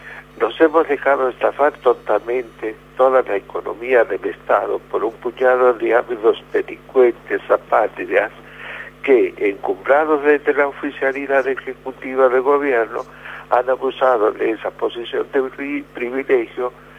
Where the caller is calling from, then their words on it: Caseros, Buenos Aires Province, Argentina; de Caseros.